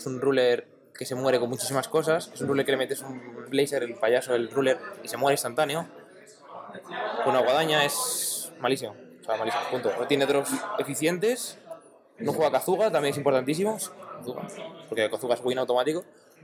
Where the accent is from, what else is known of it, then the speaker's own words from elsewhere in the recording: Madrid, Community of Madrid, Spain; De Madrid, de aquí.